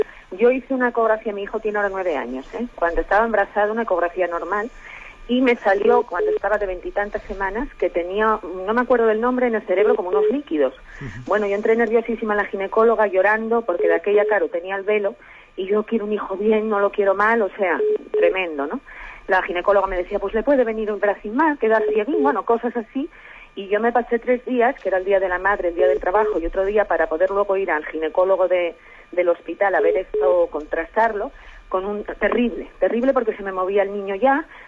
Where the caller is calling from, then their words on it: Oviedo, Asturias, Spain; de Oviedo.